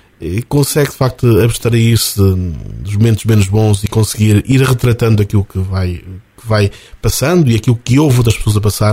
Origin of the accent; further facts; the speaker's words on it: Oliveira do Hospital, Coimbra, Portugal; Eu sou natural aqui da Oliveira do Hospital, sou um pouco mais velho.